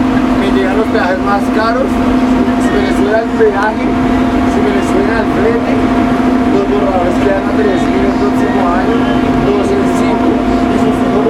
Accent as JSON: {"language": "Spanish", "country": "Colombia", "said": "yo soy colombiano."}